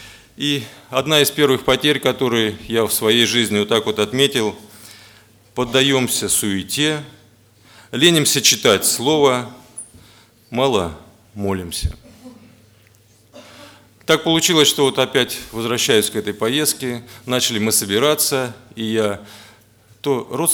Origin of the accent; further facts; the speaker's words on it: Moscow, Russia; а я тут сижу, москвич приехал, важный такой.